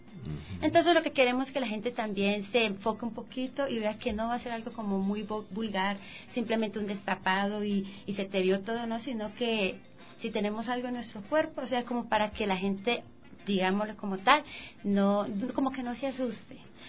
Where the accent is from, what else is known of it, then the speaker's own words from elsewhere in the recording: Cali, Valle del Cauca, Colombia; Yo soy de Cali.